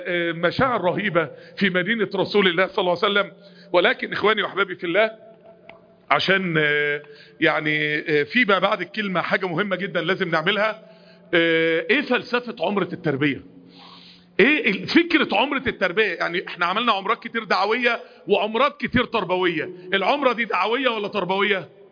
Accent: Egypt; انا جاي من مصر ازور مسجد النبي.

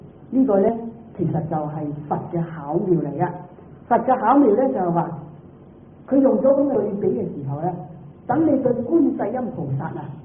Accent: Guangdong, China; 唔係好似我哋廣東人講咧，講大話咧叫做

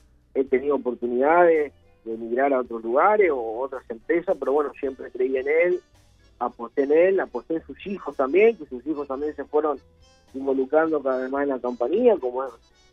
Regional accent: Piriápolis, Maldonado, Uruguay; Yo nací, soy oriundo de Piriápolis, nací en Pueblo Obrero, en la ciudad de Piriápolis. Pueblo Obrero, tanto de Pan de Azúcar y Piriápolis.

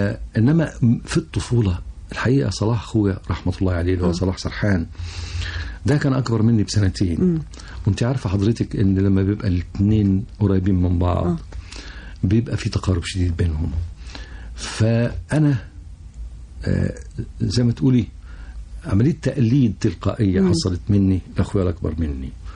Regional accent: Cairo, Cairo Governorate, Egypt; also born or lived in Alexandria / Suez / Port Said / Ismailia; بمناسبة تنقلات والدي أنا اتولدت في اسكندرية. وبعدين اللي عرفته بعدين إن إحنا بعد اسكندرية والدي اتنقل السويس. وبعد السويس اتنقل بورسعيد، وبعد بورسعيد اتنقل الإسماعيلية، وبعد الإسماعيلية جه القاهرة.

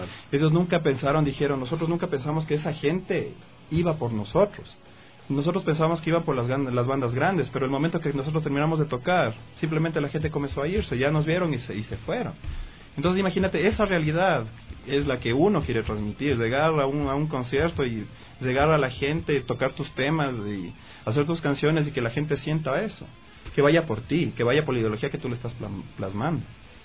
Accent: Ecuador; cómo llegó a nosotros la realidad de española hasta a nosotros como ecuatorianos, a nosotros como sudamericanos

